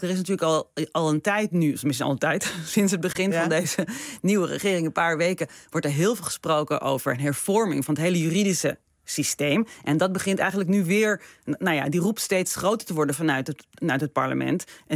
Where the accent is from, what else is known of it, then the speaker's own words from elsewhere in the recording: Israel; Dat doen vanuit het standpunt dat we uit Israël komen. Dat we daar echt iets mee hebben, dat we van het land houden